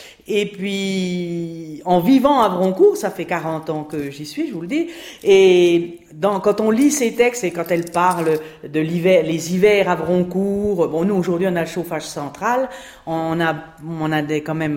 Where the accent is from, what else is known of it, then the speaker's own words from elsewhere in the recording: Clinchamp, Grand Est, France; Et donc j'étais originaire de Clinchamps.